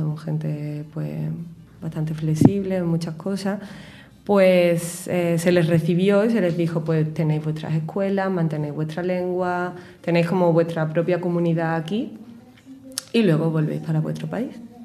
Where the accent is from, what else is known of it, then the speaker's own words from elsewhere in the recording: Spain; los prejuicios que te encuentras como español allí es que se supone que no hablamos bien inglés